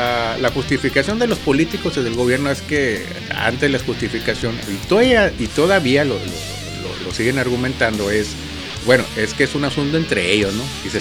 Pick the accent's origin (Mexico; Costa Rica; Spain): Mexico; lo que estamos ahorita viviendo nosotros como mexicanos